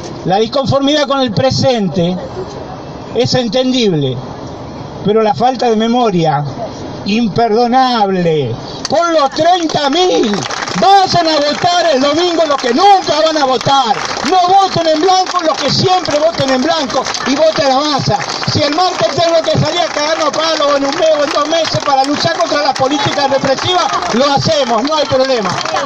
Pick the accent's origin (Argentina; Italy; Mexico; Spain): Argentina; Tucumán; Yo soy un tucumano nacido en la penúltima dictadura militar, antes de la última más sangrienta que tuvimos.